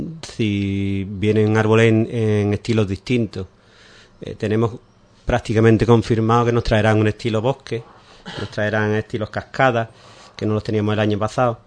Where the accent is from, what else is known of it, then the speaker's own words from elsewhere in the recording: Ubrique, Andalusia, Spain; somos gente de Ubrique y, como hemos dicho antes, de toda, prácticamente toda la provincia